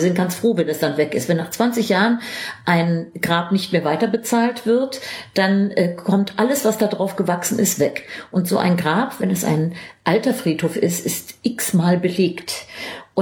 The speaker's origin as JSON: {"language": "German", "town": "Frankfurt", "region": "Hesse", "country": "Germany", "said": "als Frankfurter dachte ich irgendwie, Weimar, Goethe."}